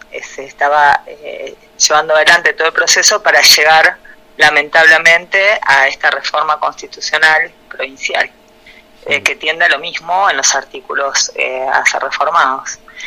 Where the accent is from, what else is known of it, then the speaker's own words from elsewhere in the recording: Cafayate, Salta, Argentina; Soy de Cafayate, provincia de Salta.